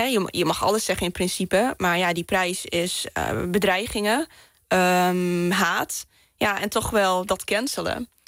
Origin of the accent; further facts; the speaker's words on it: Groningen, Netherlands; accent: Gronings; ik kom uit Groningen. Gronings praten. Ja, met boeren opgegroeid. En ja, super nuchter.